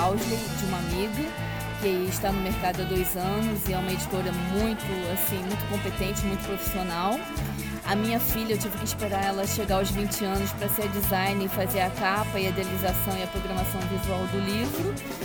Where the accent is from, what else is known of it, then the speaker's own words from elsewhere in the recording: Niterói, Rio de Janeiro, Brazil; born there; já que eu estou indo para Lisboa, encerrar esse ciclo fechando com um livro meu na cidade onde eu nasci.